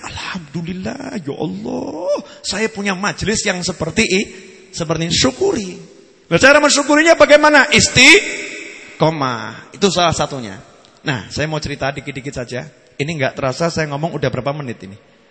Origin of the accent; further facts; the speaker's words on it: Surakarta, Central Java, Indonesia; Saya ini orang Solo Mary.